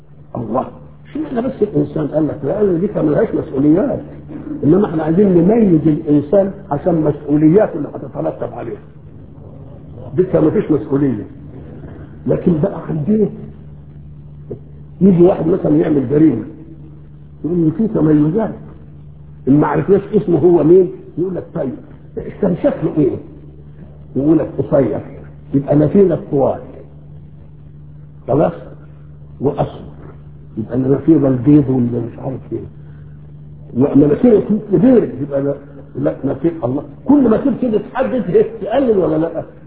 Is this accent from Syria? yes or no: no; Egypt; accent: Egyptian; ان كلمناهم بلهجتنا المصرية ما يفهموش ولا كلمة